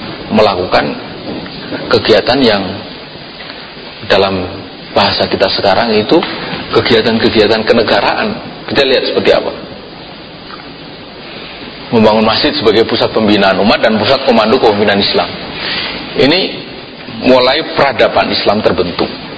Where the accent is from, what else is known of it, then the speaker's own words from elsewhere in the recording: Java, Indonesia; Saya orang Jawa, sampai kapanpun saya gak bisa kemudian berubah menjadi orang Sumatera.